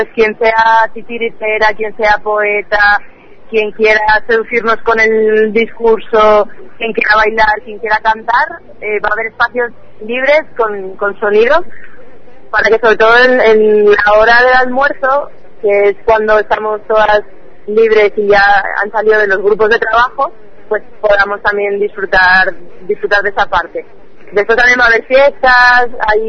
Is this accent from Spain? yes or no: yes; Spain; moved away as an adult; now in Colombia; yo soy del Estado español y vivo en Colombia desde hace 2 años.